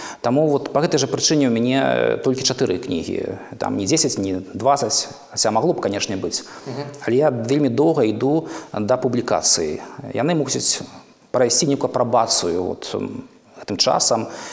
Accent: Grodno, Grodno Region, Belarus; Гародня дала мне крылы, і Гародня да гэтага часу натхняе.

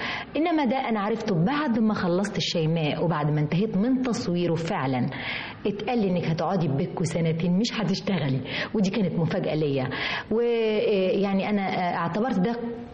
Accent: Egypt; أنا برضو بمشي في الشارع ساعات الناس ما تفتكرينش إن أنا مصرية، لكن أنا مصرية.

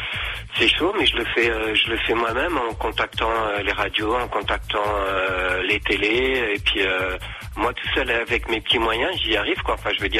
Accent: Lourdes, Occitanie, France; Moi je suis de Lourdes.

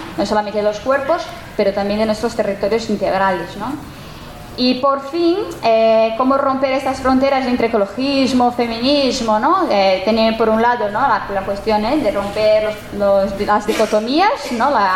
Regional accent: São Paulo, Brazil; la gente no piensa que yo vengo de Brasil y que por lo tanto estábamos todos ahí en Brasil, en São Paulo, sembrando maíz

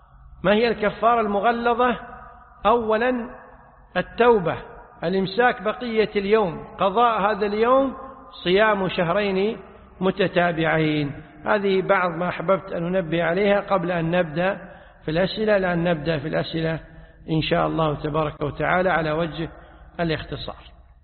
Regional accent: Kuwait; هذه عادة معروفة عندنا في الكويت

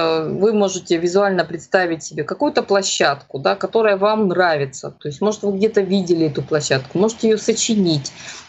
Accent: Crimea, Ukraine; поскольку я крымчанка

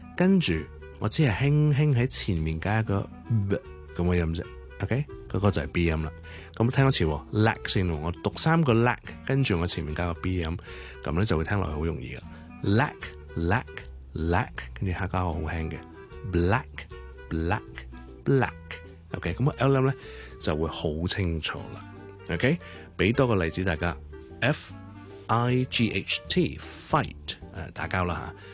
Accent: Guangdong, China; 因為我哋廣東話係冇呢個組合嘅

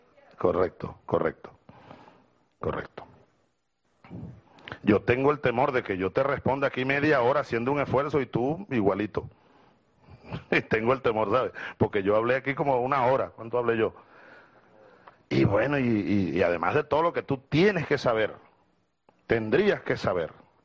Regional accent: Venezuela; Claro que para mí tiene importancia como venezolano

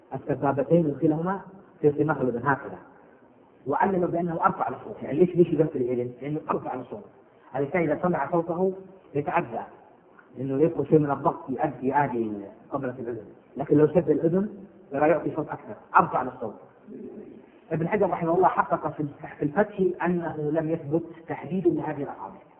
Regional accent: Hejaz, Saudi Arabia; كما هو الآن مشهور عندنا بالحجاز

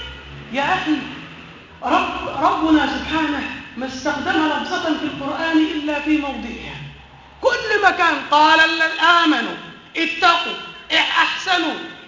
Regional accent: Aswan, Aswan Governorate, Egypt; الضريح ده بقدرة قادر تحول عندنا في أسوان

